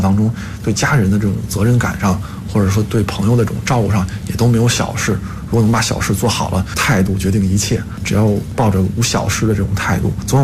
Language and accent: Chinese; China; 我们这种中国心肯定都是不变的，我们都是中国人